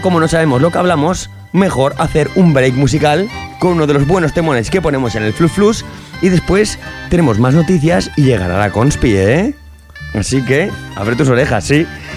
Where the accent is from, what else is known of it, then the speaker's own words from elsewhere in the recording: Aragon, Spain; accent: Eastern Aragonese; Exacto, yo soy del aragonés oriental.